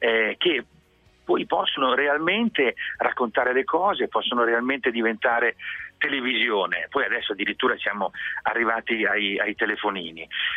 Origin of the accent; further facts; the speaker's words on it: Mantua, Lombardy, Italy; anch'io avrei potuto dire il risotto perché, diciamo, è un prodotto delle mie parti. Io sono di origine mantovana